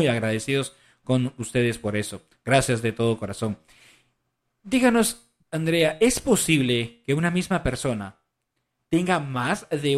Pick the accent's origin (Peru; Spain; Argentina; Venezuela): Peru; En mi país, en Perú, le dicen papá gobierno.